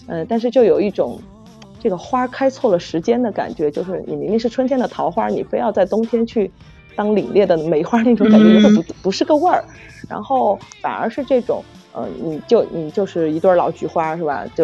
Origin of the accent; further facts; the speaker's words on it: Chengdu, Sichuan, China; 但实际上我是成都的，我们这儿是府都。